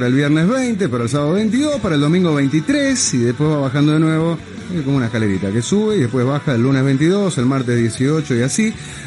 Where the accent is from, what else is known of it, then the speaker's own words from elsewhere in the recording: Uruguay; Y como muchos uruguayos estoy desesperado.